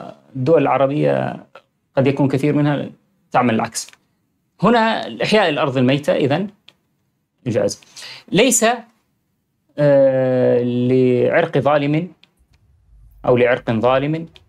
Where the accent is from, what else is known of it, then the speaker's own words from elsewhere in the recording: Syria; now in Europe; كان عندنا بسوريا هذا شيء صعب جدا